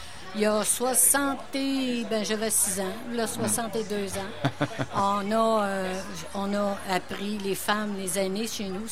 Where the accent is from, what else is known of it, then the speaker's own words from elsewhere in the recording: Wendake, Quebec, Canada; Et cette dame-là est arrivée chez nous à Wendake.